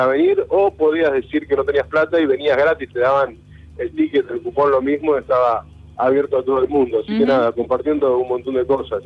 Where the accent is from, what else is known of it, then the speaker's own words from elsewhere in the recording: Argentina; como argentinos muchas veces hacemos la excepción